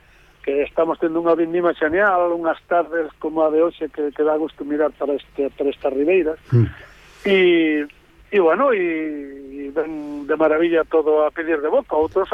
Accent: Galicia, Spain; Eu son un galego orgulloso do meu povo, da miña aldea e da miña terra

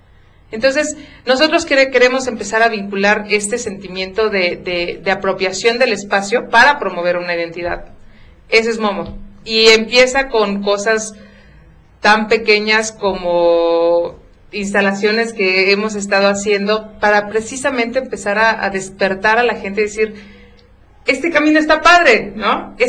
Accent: Santiago Momoxpan, Puebla, Mexico; pero yo soy de Santiago Momoxpan, yo no soy de una zona conurbada.

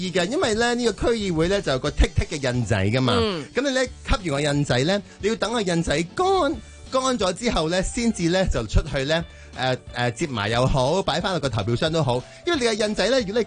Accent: Hong Kong; 身为香港人，我哋呢啲 civilized 噶嘛，

